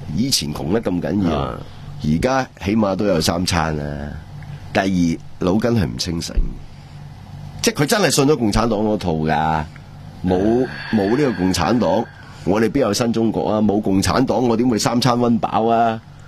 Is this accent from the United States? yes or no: no; Hong Kong